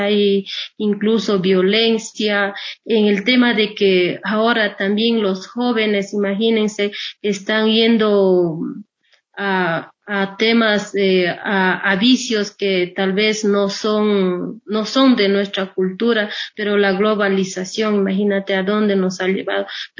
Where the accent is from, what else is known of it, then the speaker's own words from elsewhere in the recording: Ecuador; a pesar de que nos dicen son indígenas, que nosotros nada tenemos que ver, somos parte del Estado, nosotros somos ecuatorianos.